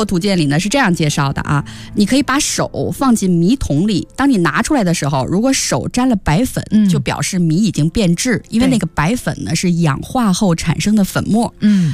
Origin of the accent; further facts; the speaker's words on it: Guangdong, China; 另外一方面可以像咱们广东人蒸白粥那样